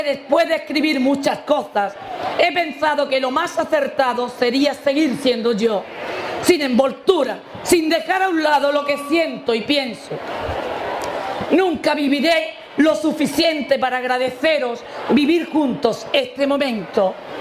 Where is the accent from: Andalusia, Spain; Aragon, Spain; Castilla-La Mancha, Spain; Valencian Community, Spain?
Andalusia, Spain; Ubrique; sobre todo a ustedes, a mi gente, a mi pueblo, ya que por primera vez en la historia de Ubrique, su feria es pregonada por una mujer.